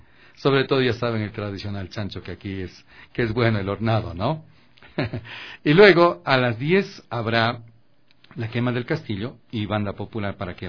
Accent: Quito, Pichincha, Ecuador; Somos de Chimbacalle.

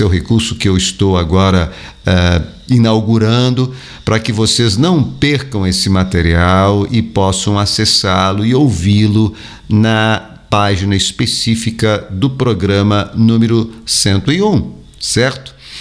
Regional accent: São Paulo, Brazil; now in Minas Gerais, Brazil; eu não sou mineiro, mas sou mineiro de coração. Sou natural de São Paulo, capital, mas já me integrei à vida aqui da região e acho que sou mais mineiro do que qualquer mineiro. Não saio daqui mais.

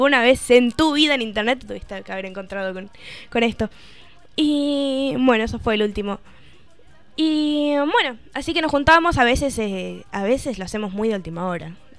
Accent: Buenos Aires, Argentina; Sí, yo soy porteña.

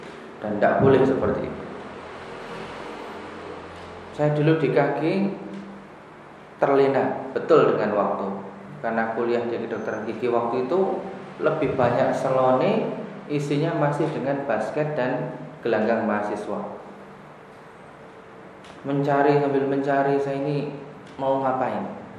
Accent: Karangmalang, Indonesia; di kampung saya Karangmalang

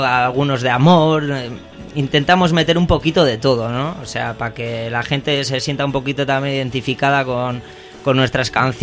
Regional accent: Barakaldo, Basque Country, Spain; Venimos de allí, además somos los cuatro del mismo barrio

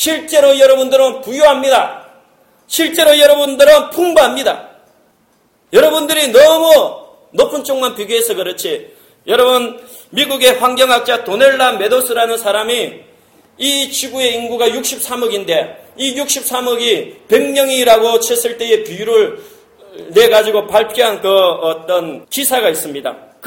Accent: South Korea; moved away as an adult; 그때만 하더라도 나는 한국에서 온 캐나다에 온 유학생이었고

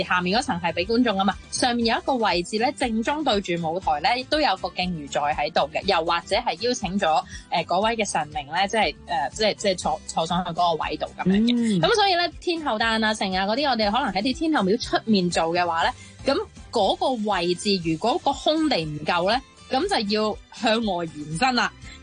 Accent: Guangdong, China; 但係即係始終呢啲都係我哋廣東人啦

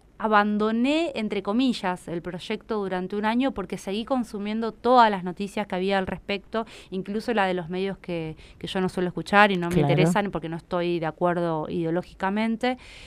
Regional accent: Buenos Aires, Argentina; algo que a mí me pasa como porteña, ¿no?

